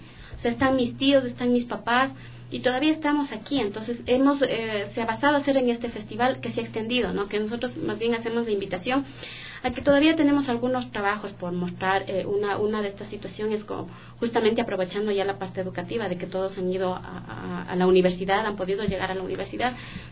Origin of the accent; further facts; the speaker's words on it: Quito, Pichincha, Ecuador; Yo también soy de Quito, soy de la parte de la Mariana de Jesús. Mis padres fueron de... mis abuelitos fueron de Calderón, de parte de mi madre.